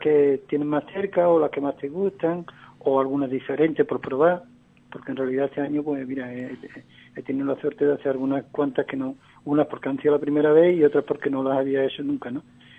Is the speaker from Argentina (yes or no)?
no; Andalusia, Spain; Entonces los andaluces somos andaluces. Sabemos donde vayamos, somos andaluces